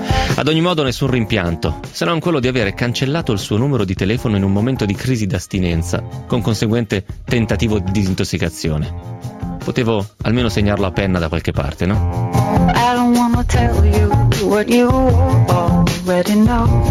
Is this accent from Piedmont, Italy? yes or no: yes; Romentino, Piedmont, Italy; La seconda tappa di questo processo avviene nello spogliatoio del campo sportivo di Romentino, il mio paese.